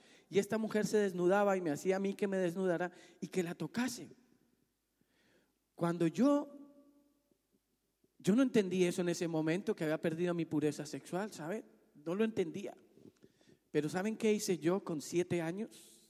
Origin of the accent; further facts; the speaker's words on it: Sogamoso, Boyacá, Colombia; ella en ese momento no estaba en mi ciudad natal, no estaba en Sogamoso